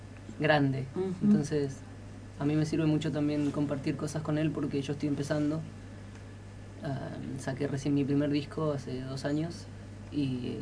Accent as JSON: {"language": "Spanish", "region": "Mendoza", "country": "Argentina", "said": "Nos conocimos en Mendoza. Yo vengo de Mendoza, Javi es de Santiago de Chile."}